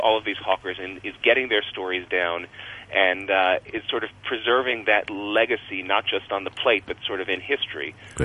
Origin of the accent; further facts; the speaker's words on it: Washington, District of Columbia, United States; I grew up in Washington, D.C.